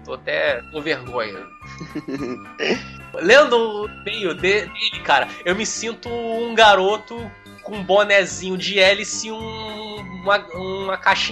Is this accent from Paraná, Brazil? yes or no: no; Rio de Janeiro, Brazil; essa galera que tem um sotaque meio estranho, nada carioca, é carioca.